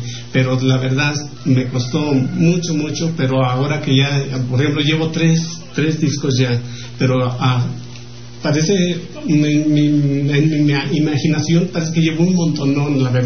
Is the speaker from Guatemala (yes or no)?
no; San Miguel de Allende, Guanajuato, Mexico; also born or lived in Tierra Blanca, Veracruz; now in Mexico City, Mexico; yo nací en Tierra Blanca, Veracruz. Y de ahí me llevan muy chico a San Miguel de Allende, Guanajuato. Entonces yo, cuando ya me regreso otra vez para tierras veracruzanas, igual a seguir creciendo, pero ya de ahí me regreso a la Ciudad de México